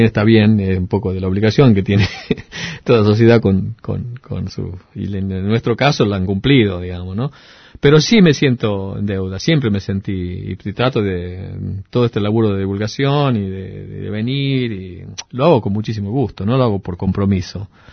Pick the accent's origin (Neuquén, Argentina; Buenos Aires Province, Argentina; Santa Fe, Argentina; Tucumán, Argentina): Tucumán, Argentina; moved away; also born or lived in Bariloche; fueron cuando me fui de Tucumán a Bariloche. Esos fueron los tiempos que extrañé. Extrañaba Tucumán.